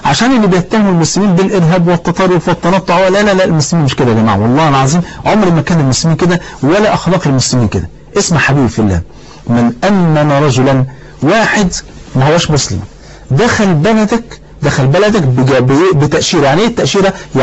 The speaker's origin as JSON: {"language": "Arabic", "country": "Egypt", "said": "مثلا لو انا راجل مصري اهو تمام"}